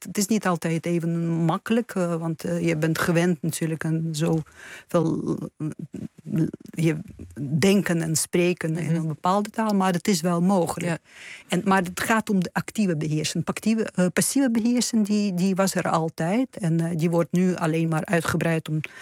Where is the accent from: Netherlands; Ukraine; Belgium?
Ukraine; Luhansk, Luhansk Oblast; first language Russian; Dutch is a second language; Ik ben van huis uit Russisch-talig, inderdaad. Ik ben in een Russisch-talig gezin opgegroeid in het oosten van Oekraïne. In Lugansk, nota bene.